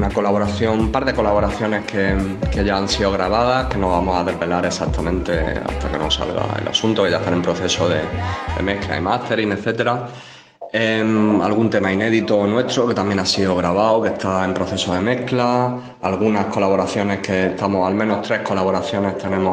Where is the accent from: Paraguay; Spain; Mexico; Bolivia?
Spain; Region of Murcia; Venimos de, somos de Murcia.